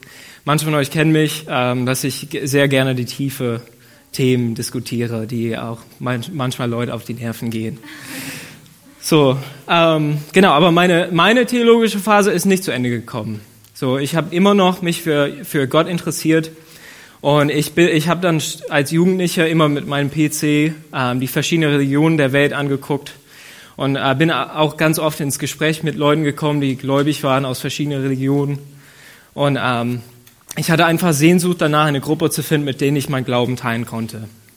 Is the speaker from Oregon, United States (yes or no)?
no; Ohio, United States; German is a second language; now in Germany; ich komme aus den USA, aus dem Bundesstaat Ohio. Und ich bin zu einer Familie geboren worden, die nicht besonders christlich waren.